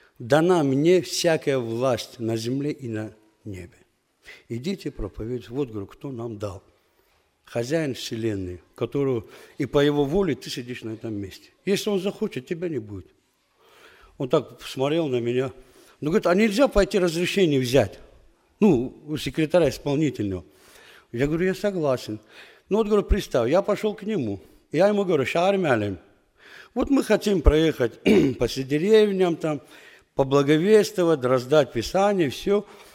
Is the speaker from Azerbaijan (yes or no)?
yes; Qusar, Qusar District, Azerbaijan; я тоже из Азербайджана, из севера Азербайджана, город Кусары. Она находится в приграничной зоне с Дагестаном, с Россией.